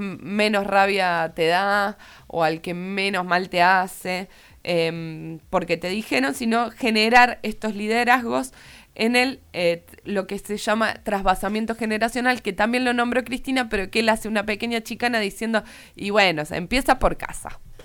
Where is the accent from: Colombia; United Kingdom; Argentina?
Argentina; Córdoba; Yo soy muy cordobesa, entonces por ahí no entiendo muy bien esto